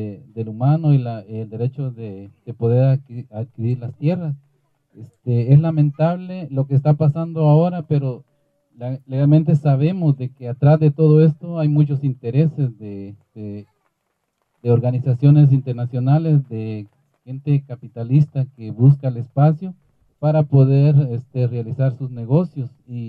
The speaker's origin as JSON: {"language": "Spanish", "town": "La Libertad", "region": "Petén", "country": "Guatemala", "said": "vengo de la Libertad Petén, somos vecinos en algunas ocasiones."}